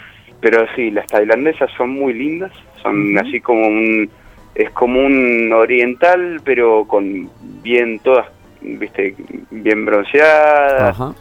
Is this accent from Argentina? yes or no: yes; Argentina; ¿Vos que sos francés, sos italiano, de dónde sos? No, soy de Argentina.